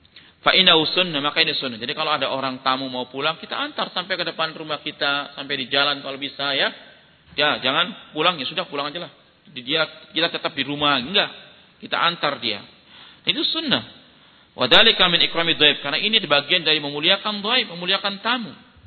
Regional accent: Sumatra, Indonesia; born there; saya walaupun orang Jawa kan sudah lahir di Sumatera, bukan lahir di Sumatera. Sudah besar di Sumatera.

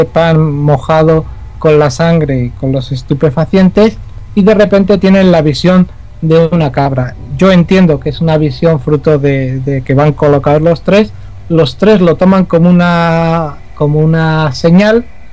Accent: Pamplona, Navarre, Spain; sabes que los oyentes ya saben que soy de Pamplona

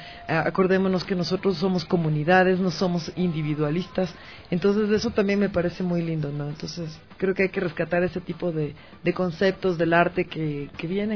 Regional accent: Quito, Pichincha, Ecuador; born there; yo nací en Quito, pero mi padre es esmeraldeño, ¿no? Entonces toda mi familia es de Esmeraldas

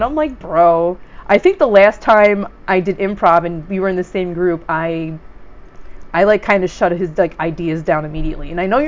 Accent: New York City, New York, United States; Well, it's interesting, because I'm from New York City, and I've been really interested in, like, punk and, like, self-publishing at a very young age

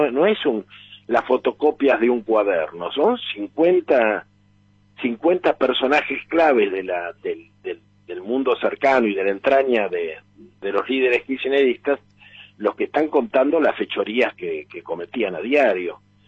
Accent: Argentina; Y esa es la trampa en la que estamos como pueblo argentino

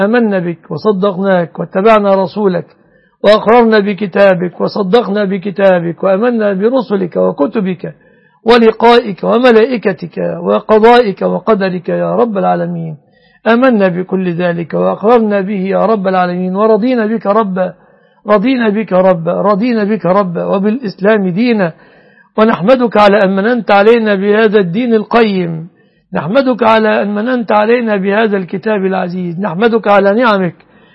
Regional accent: Egypt; اللهم يا ربنا احفظ بلادنا مصر وسائر بلاد المسلمين آمنة مطمئنة

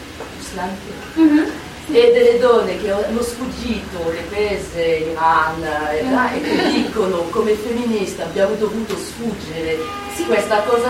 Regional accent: France; Italian is a second language; perché io come mi sento in questo discorso, e come francese

